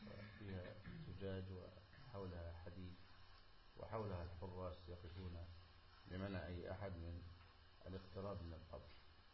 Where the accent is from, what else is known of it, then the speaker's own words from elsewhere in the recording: Egypt; من علماء بلدنا مصر